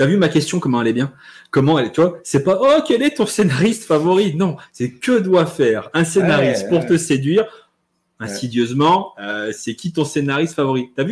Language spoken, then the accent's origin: French; Saint-Étienne, Auvergne-Rhône-Alpes, France; parce que je suis Stéphanois